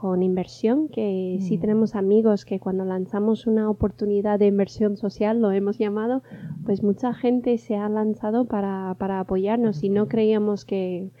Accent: United States; Spanish is a second language; como soy de Estados Unidos

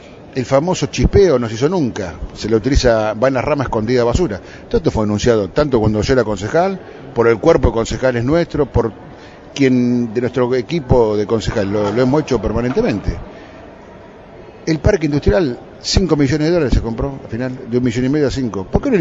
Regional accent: Moreno, Buenos Aires Province, Argentina; born there; Yo nací en Moreno y puedo hablar con propiedad.

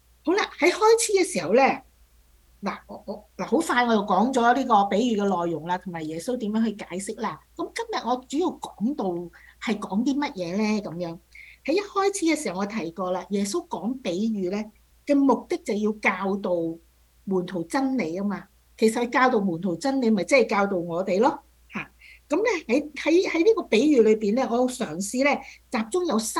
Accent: China; 有些像我們中國人有一句說話，善有善報，惡有惡報，若然未報呢，是時辰未到。

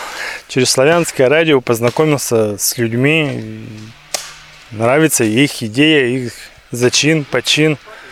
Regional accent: Berezniki, Perm Krai, Russia; Мы приехали с Урала, Пермский край. Есть такой славный город Березники.

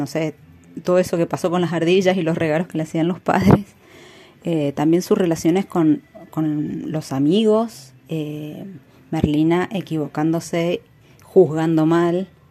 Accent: Mendoza, Argentina; soy de Mendoza

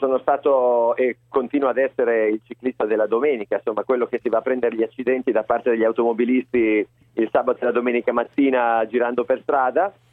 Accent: Ferrara, Emilia-Romagna, Italy; Sono di Ferrara

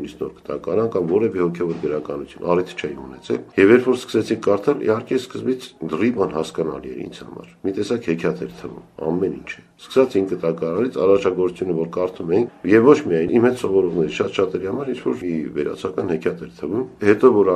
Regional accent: Sevan, Gegharkunik, Armenia; born there; ես ծնունդով Սևանից եմ, եւ գործում էր որպես ընդհանուր թանգարան

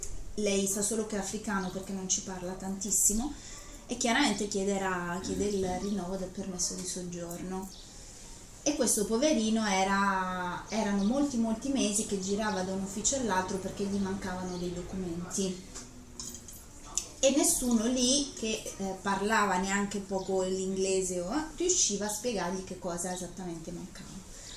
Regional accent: Bergamo, Lombardy, Italy; Io che vengo da Bergamo, tutti i bergamaschi abbiamo la stessa camicetta

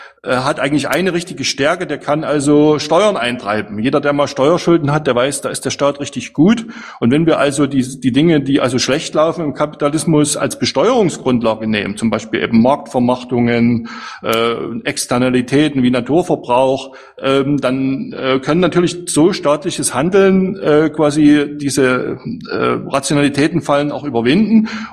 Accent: East Germany, Germany; als Ossi ganz verrückt, dass man jetzt so 30 Jahre später seinem Staatsbürgerkundelehrer recht gibt

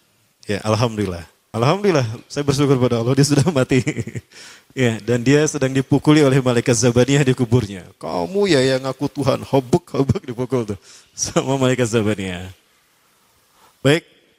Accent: Bandung, West Java, Indonesia; born there; Kayak saya lahir di Bandung, Al-Bandungi.

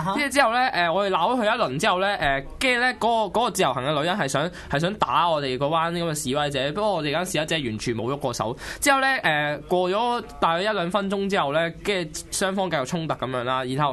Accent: Shenzhen, Guangdong, China; 我係深圳人，深圳。

